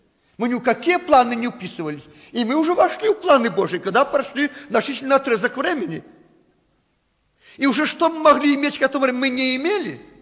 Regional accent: Belarus; born there; Мы родились в Белоруссии. Почему? Бог захотел, чтобы мы здесь жили.

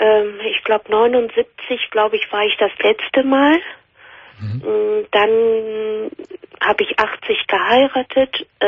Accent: Spain; German is a second language; now in Germany; Aus Spanien.

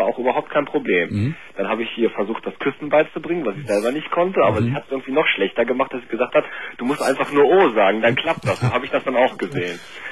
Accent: North Rhine-Westphalia, Germany; now in Cologne, Germany; ich komme übrigens auch bei dir aus der Nähe. Ich glaube, du kommst aus Gummersbach. Ich komme da auch so aus der Ecke.

